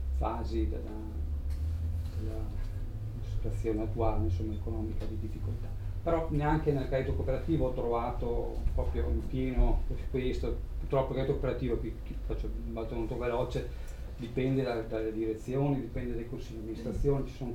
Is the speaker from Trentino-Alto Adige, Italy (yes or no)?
yes; Trentino-Alto Adige, Italy; ho maturato un'esperienza di 14 anni in una piccola banca privata del Trentino, che sono trentino, la Valsugana per la precisione